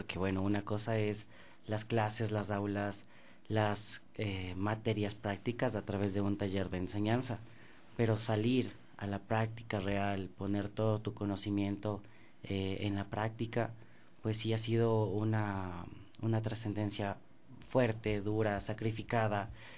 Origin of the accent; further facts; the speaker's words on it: Ecuador; Nosotros somos ecuatorianos, pero a pesar de ser ecuatorianos no estamos lejos de ser hermanos en la comunidad andina